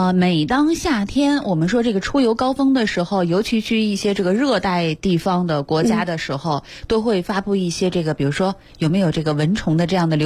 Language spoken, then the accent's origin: Chinese; Northeast China, China; 不像我们老家东北的那种汪一直叫的那种大蚊子